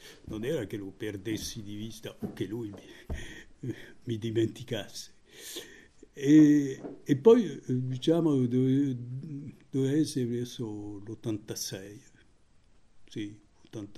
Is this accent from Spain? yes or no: no; France; Italian is a second language; visto che io sono francese